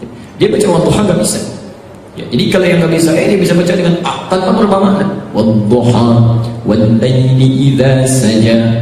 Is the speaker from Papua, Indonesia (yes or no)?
no; Jakarta, Indonesia; Kita orang Betawi belajarnya ke situ ya.